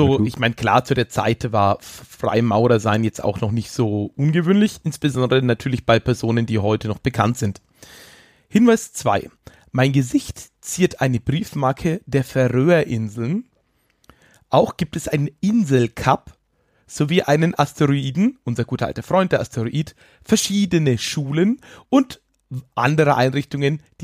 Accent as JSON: {"language": "German", "region": "Rhineland-Palatinate", "country": "Germany", "said": "auch wenn ich persönlich als Pfälzer ja Blutwurst bevorzuge"}